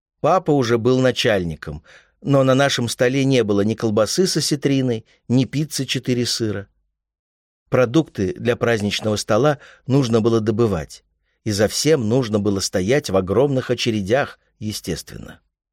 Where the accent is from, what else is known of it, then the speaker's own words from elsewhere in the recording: Ural, Russia; Ну, вот у нас была традиция, потому что мы с Урала, лепили всей семьей для гостей пельмени.